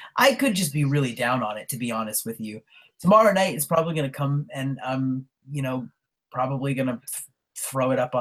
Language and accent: English; Boston, Massachusetts, United States; I'm from Boston.